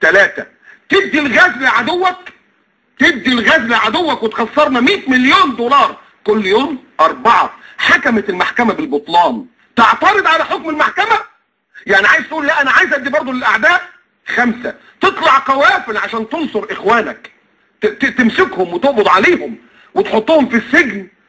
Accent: Egypt; يعني مصر للاسف انا مكسوف وانا قاعد ان انا ابقى مصري

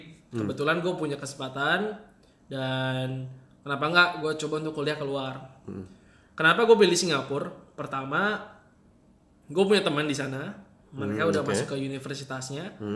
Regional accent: Jakarta, Indonesia; also born or lived in Tangerang; gue dari kecil gue udah di Jakarta, kemudian gue pindah ke Tangerang. Dan sekolah gue dari TK sampai SMA itu sama.

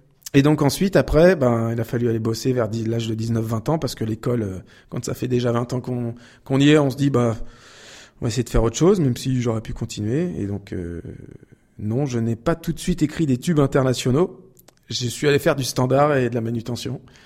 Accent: Île-de-France, France; Je viens de, essentiellement d'Île-de-France. J'ai passé beaucoup d'années en Île-de-France et je suis arrivé en région Centre il y a quelques mois à peine pour trouver plus de quiétude, d'oxygène, de forêt et d'inspiration.

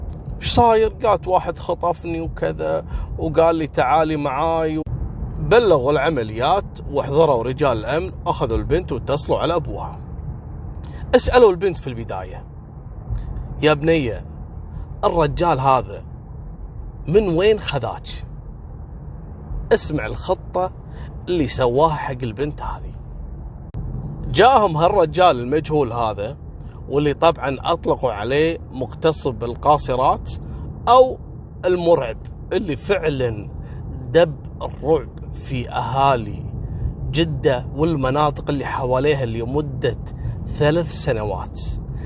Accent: Kuwait; مثل ما حصل عندنا في الكويت

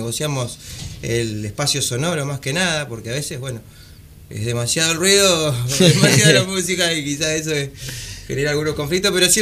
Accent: San Clemente, Buenos Aires Province, Argentina; moved away; Venimos de Los Pagos Medanosos, de San Clemente. Sí, sí, vine acá fundamentalmente a estudiar.

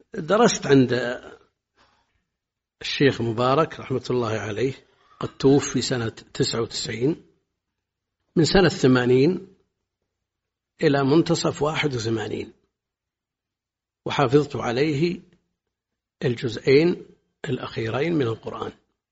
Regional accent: Buraydah, Al-Qassim, Saudi Arabia; born or raised there

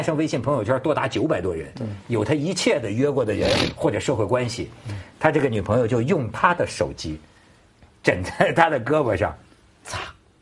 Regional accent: China; 哎，你看我们中国人先说，哎，你西门庆或者是你约炮，对吧？

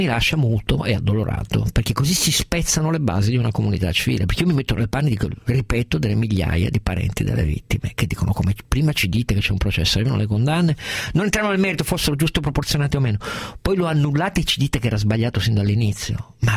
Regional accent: Piedmont, Italy; lo dico anche da piemontese

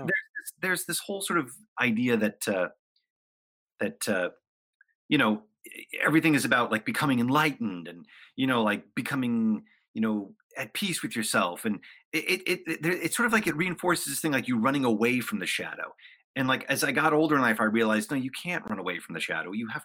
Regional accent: Hollywood, California, United States; I came from a very dysfunctional family, a very dysfunctional upbringing. I grew up in Hollywood, which is extremely dysfunctional.

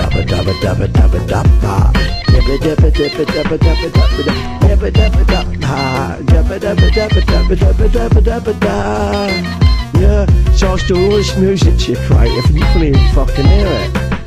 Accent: United Kingdom; This music's going out and I'm a Brit and I'm calling it all wrong.

